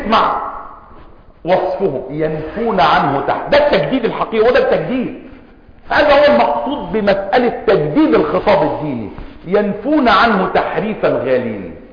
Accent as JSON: {"language": "Arabic", "country": "Egypt", "said": "وكلمة المثقفين عندنا في مصر تعني مجموعة من بقايا الشيوعية"}